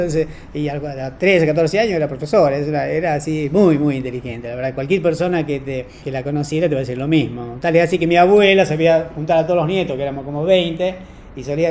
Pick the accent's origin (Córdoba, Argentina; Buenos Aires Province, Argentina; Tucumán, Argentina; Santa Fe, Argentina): Tucumán, Argentina; yo soy de Tucumán, ¿no?